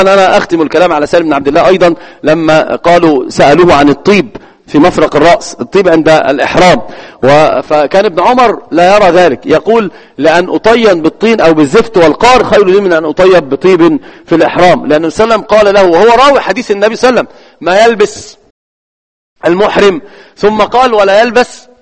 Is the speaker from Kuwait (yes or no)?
no; Egypt; والمثل عندنا في مصر يقول سل مجرب ولا تسأل إيش طبيب